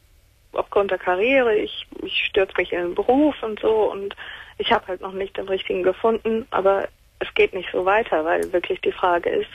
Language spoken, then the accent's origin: German; Bavaria, Germany; now in Paderborn, Germany; Sehr christlich. Also, wir kommen eigentlich aus Bayern. Wir sind aufgrund des Berufs meines Vaters nach Paderborn gezogen.